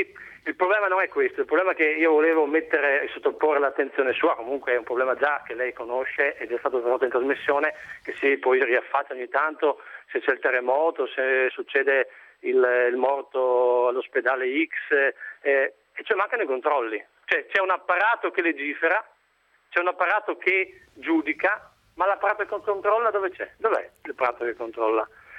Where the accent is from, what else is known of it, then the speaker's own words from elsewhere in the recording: Friuli-Venezia Giulia, Italy; born there; now in Padua, Italy; sono nato in Friuli, ho vissuto il terremoto del Friuli quando avevo 8 anni.